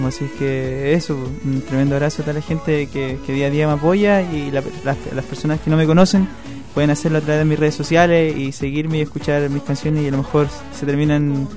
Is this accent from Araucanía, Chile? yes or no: yes; Nueva Imperial, Araucanía, Chile; now in Santiago, Chile; Yo vengo desde Nueva Imperial, desde la novena región.